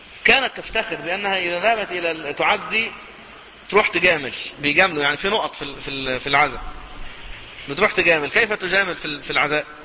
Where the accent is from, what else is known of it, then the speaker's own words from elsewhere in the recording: Cairo, Cairo Governorate, Egypt; حتى في المناطق الشعبية عندنا في القاهرة يكثر هذا